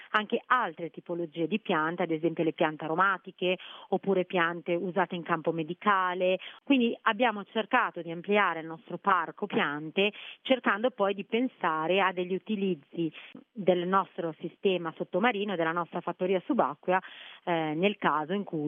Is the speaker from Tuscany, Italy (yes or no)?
no; Liguria, Italy; un qualcosa che c'è molto affine, essendo liguri, siamo partiti dal basilico